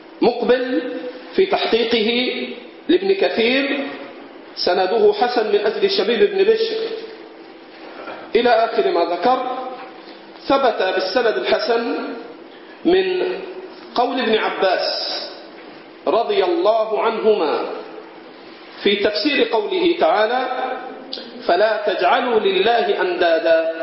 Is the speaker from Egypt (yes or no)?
yes; Egypt; البط عندنا في مصر صوته من أشد أصوات الطيور